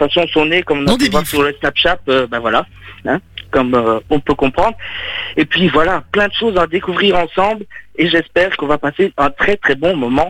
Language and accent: French; Wavre, Wallonia, Belgium; je viens de la région de Wavre, j'ai 30 ans.